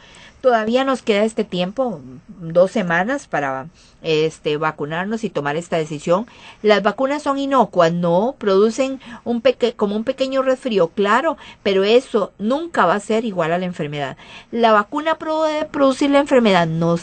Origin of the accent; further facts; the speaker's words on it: Costa Rica; como buen tico que esperamos hasta el 30 de junio